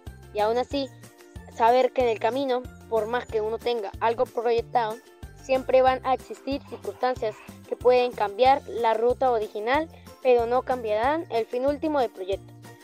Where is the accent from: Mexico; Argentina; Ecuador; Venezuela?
Venezuela; Música venezolana en la mañana es lo mejor para estimular desde temprano nuestro ser como venezolanos.